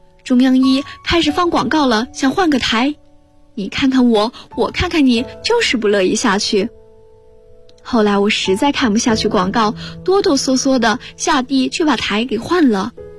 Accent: Zhangjiakou, Hebei, China; now in Nanjing, China; 来自河北张家口，我在南京大学，距离我的家乡1216.1公里。

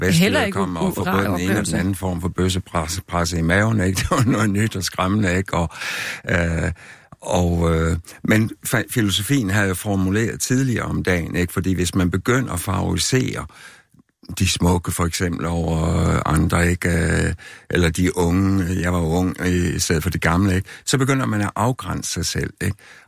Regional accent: West Jutland, Denmark; Jeg kommer ung vestjyde fra Landerlige

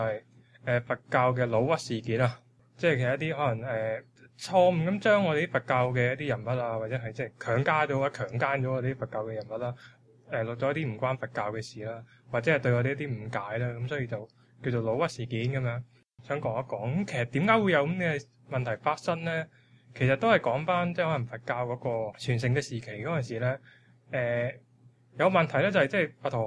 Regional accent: China; 其實因為我哋中國人啦，始終即係我哋都係即係農業社會啦

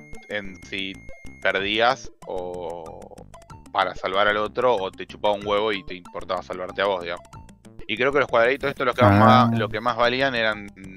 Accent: Argentina; No, boludo, yo soy argentino.

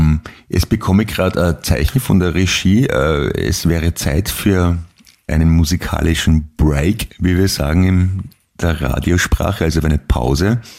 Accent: Austria; Und das freut mich zu hören als Österreicher natürlich.

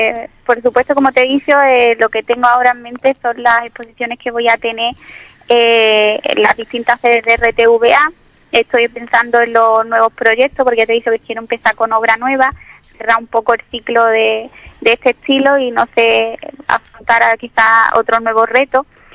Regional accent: Ubrique, Andalusia, Spain; cuando estoy en mi tierra, cuando estoy en Ubrique

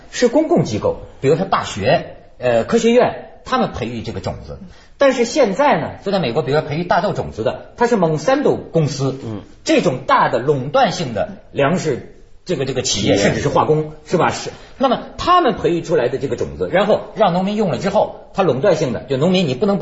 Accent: Shandong, China; 可以在我们老家山东先种

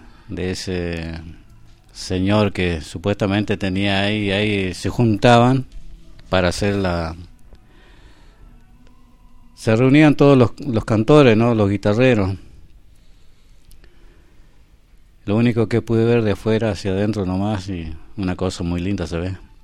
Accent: Argentina; lo que después fue lo que somos ahora los argentinos

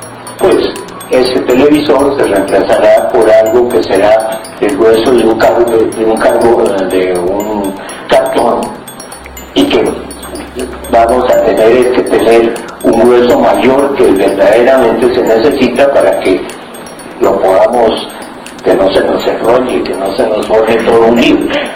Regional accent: Colombia; nivel que los únicos que no conocemos de esto somos los colombianos

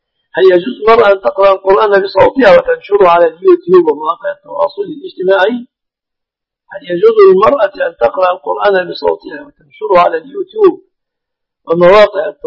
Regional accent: Egypt; بلادنا مصر الحمد لله بلد مسلمة

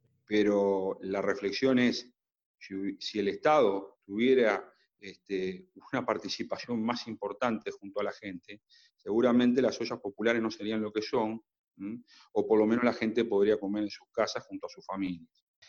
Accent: Uruguay; lo que nos debería importar a nosotros como uruguayos, qué papel va a jugar el Estado

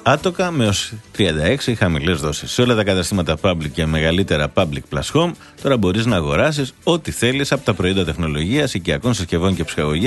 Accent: Dafni, Attica, Greece; εγώ είμαι από τη Δάφνη.

